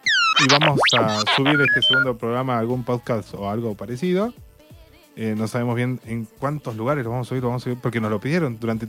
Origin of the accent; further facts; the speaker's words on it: Argentina; si en Estados Unidos pasa algo con la neutralidad de la red, la perdemos como argentinos.